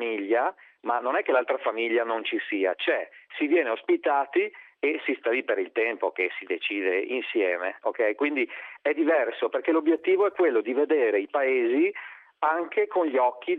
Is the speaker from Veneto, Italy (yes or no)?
yes; Veneto, Italy; accent: Venetian; also born or lived in Vicenza; io sentirò dal mio accento che sono veneto, vivevo a Vicenza